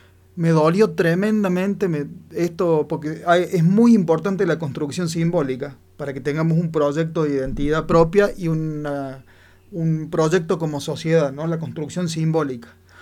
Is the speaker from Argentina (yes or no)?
yes; Argentina; Me da vergüenza que esa persona me represente como argentino, ¿no?